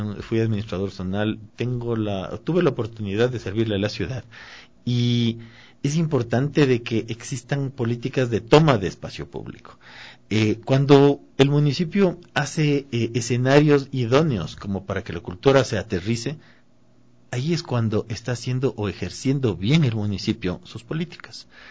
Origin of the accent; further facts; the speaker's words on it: Quito, Pichincha, Ecuador; Creo que nosotros como quiteños estamos decididos y estamos ávidos a tomarnos la ciudad